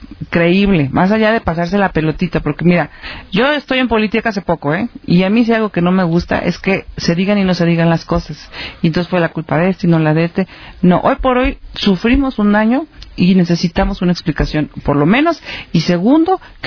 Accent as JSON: {"language": "Spanish", "country": "Mexico", "said": "estoy como mexicana y estoy como mamá de niños."}